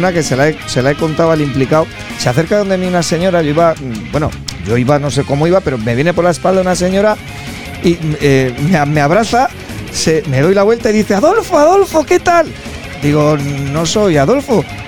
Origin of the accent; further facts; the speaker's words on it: Burgos, Castile and León, Spain; los de Gamonal, pues somos de Burgos y quizás somos los más afortunados, porque puede ser de Burgos y de Gamonal